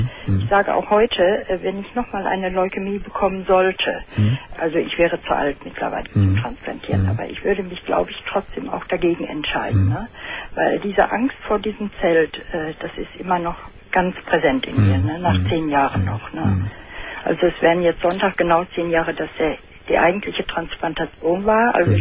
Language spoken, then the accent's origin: German; Dortmund, North Rhine-Westphalia, Germany; Ja, nach Dortmund.